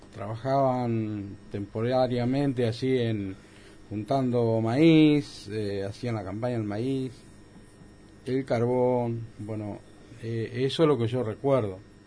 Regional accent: Bovril, Entre Ríos, Argentina; Bobril, específicamente de un pueblito llamado Sir Leonard, más conocido como el 41, que depende de depende de Bobril. Anteriormente era villa y ahora es ciudad.

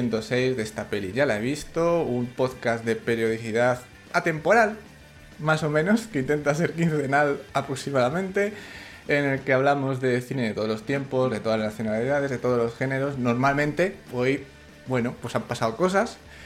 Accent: Salamanca, Castile and León, Spain; de Salamanca.

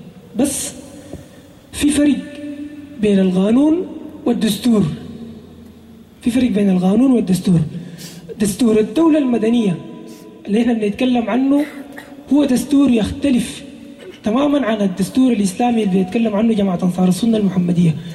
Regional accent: Sudan; كون أنا مواطن سوداني موجود داخل الدولة السودانية وأحمل الجنسية

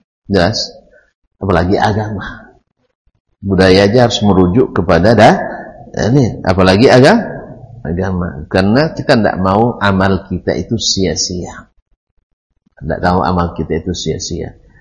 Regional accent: Riau, Indonesia; Bukan, saya asli Ocunya. Ultes DNA-nya. Ya. DNA asli Ocu.

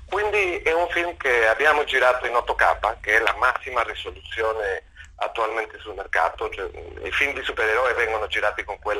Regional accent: Mexico; Italian is a second language; stavo chiudendo il film in Argentina, io sono messicano, però vabbè, stavo in Argentina girando questo film

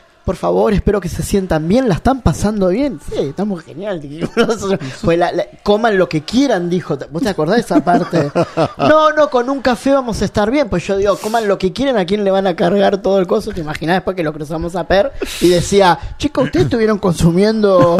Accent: Rosario, Santa Fe, Argentina; es recordar la visita de … Rosario, por primera vez a mi ciudad natal.

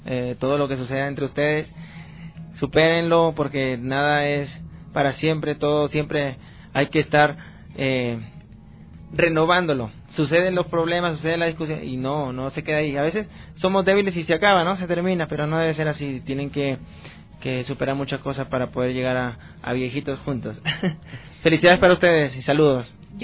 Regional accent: Peru; moved away; Y yo soy peruano, nací en Perú y he vivido prácticamente mi niñez, mi pubertad, mi adolescencia. Cociné también allá y ahora estoy viajando.

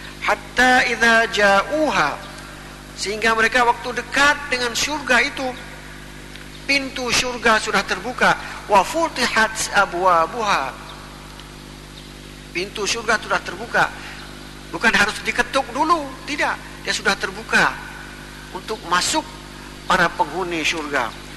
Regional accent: Aceh, Indonesia; Tapi kalau kita orang Aceh kadang-kadang bukan itu tahapan yang diucapkan.

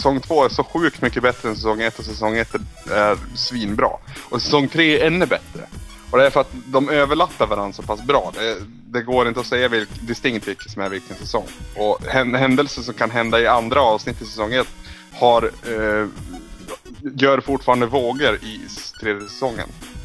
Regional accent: Norrland, Sweden; now in Borås, Sweden; när jag började jobba här i Borås, då anmärkte folk att jag svor mycket. Och det såhär, ja, jag är från Norrland, då kan man skylla på det.

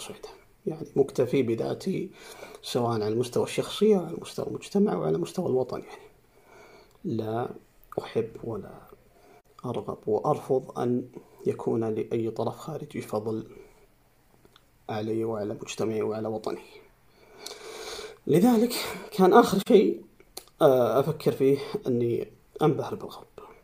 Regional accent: Saudi Arabia; نحن كمجتمع سعودي عربي مسلم

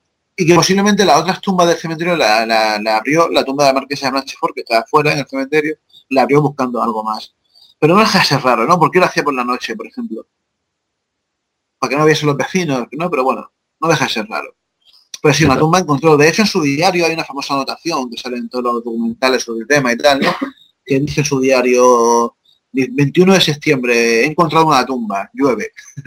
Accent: Jaén, Andalusia, Spain; relacionándolo también con precisamente con mi pueblo, en Jaén

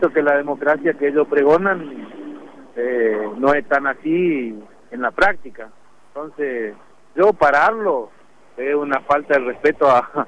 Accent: Quitilipi, Chaco, Argentina; Nosotros somos de Quitilipi, estamos a 180 kilómetros de la capital

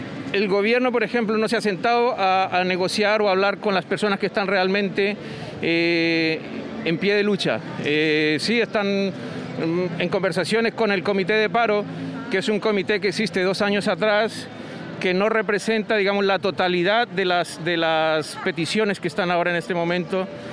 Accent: Colombia; now in Concepción, Chile; Soy colombiano y en este momento nos estamos manifestando con este pequeño plantón

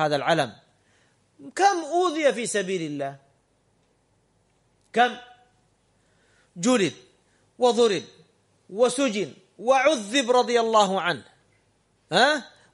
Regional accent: Saudi Arabia; هذا بعض الدعاة عندنا في السعودية وغيرهم

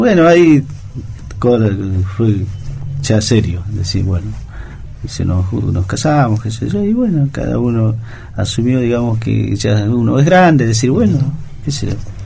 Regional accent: Bolivia; llevar ser boliviano, llevar el orgullo adentro, es decir, pertenecemos a la comunidad boliviana y somos bolivianos, somos de la raza indígena y nos sentimos orgullosos

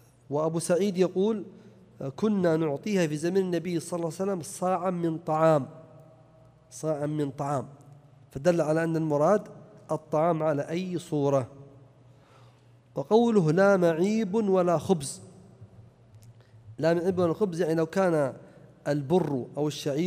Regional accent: Najd, Saudi Arabia; فإذا كان الناس لا يأكلونه كما عندنا في نجد وأظن أكثر البلدان كذلك

